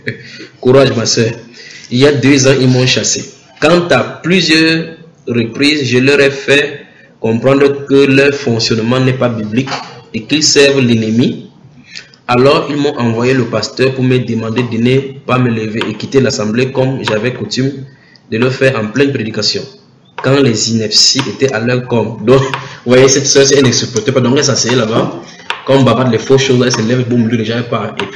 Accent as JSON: {"language": "French", "country": "Martinique", "said": "je suis des Antilles, la Martinique."}